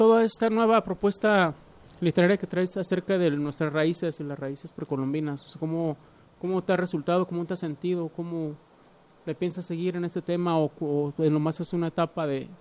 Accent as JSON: {"language": "Spanish", "town": "Guadalajara", "region": "Jalisco", "country": "Mexico", "said": "Pues así somos los tapatíos."}